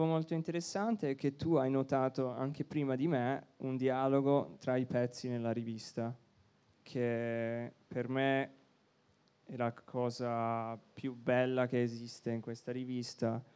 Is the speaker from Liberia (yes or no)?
no; Canada; now in Berlin, Germany; io sono canadese, noi siamo a Berlino con questa rivista